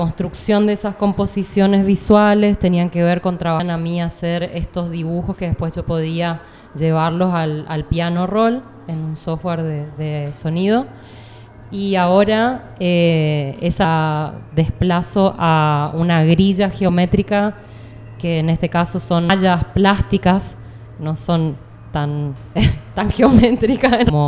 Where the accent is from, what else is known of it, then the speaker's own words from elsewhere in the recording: Corrientes, Argentina; grabaciones de campo de Corrientes, que es mi ciudad de origen y donde viví la mayor parte de mi vida